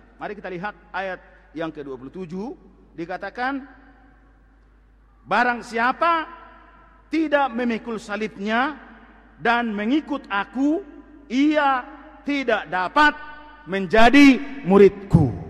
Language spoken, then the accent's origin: Indonesian; Siborongborong, North Sumatra, Indonesia; Waktu SD, saudara, saya di Seborong-borong di Paniaran, waktu SD. Saudara, daerah kami 100% Kristen.